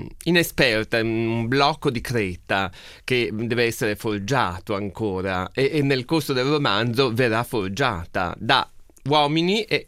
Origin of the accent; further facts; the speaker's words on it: Trieste, Friuli-Venezia Giulia, Italy; accent: Triestine; ho usato delle parole spagnole e legandole con il mio dialetto d'origine, cioè il triestino, che non è conosciuto in Italia